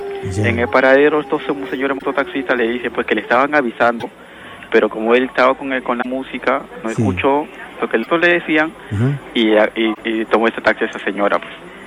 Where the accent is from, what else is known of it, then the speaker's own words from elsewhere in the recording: Villa María del Triunfo, Lima, Peru; yo soy de Villa María.